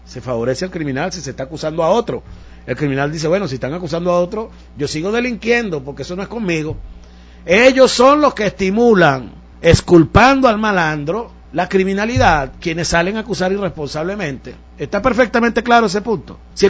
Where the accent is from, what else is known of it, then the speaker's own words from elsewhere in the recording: Venezuela; Yo vivo en Venezuela y no me pienso ir de mi país. No tengo otro